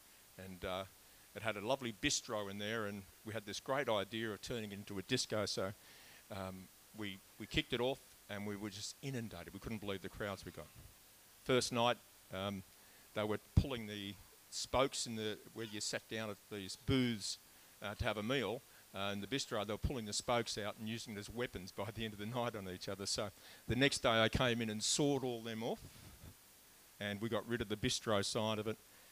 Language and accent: English; Melbourne, Victoria, Australia; born there; I was born in Melbourne in 1950